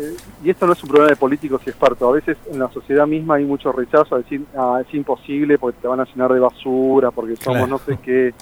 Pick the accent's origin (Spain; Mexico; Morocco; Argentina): Argentina; La gente cree que tenemos una inercia como argentinos